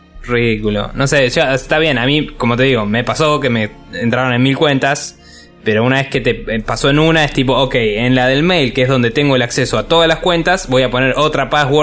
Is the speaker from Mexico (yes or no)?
no; Argentina; now in Spain; Antes teníamos el problema nosotros siendo argentinos y estando acá